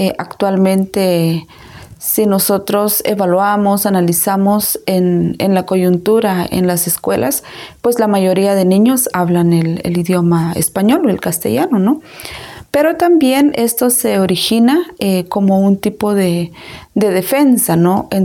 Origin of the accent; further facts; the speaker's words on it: Izabal, Guatemala; soy mujer maya Ekchi, soy comunicadora indígena, yo soy de Guatemala, del departamento de Izabal